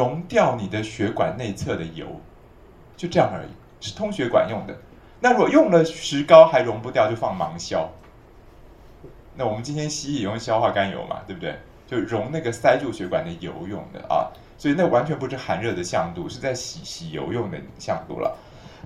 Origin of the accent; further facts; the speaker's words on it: Taiwan; 所以像我们台湾人的医生啊，老医生就南方医生哈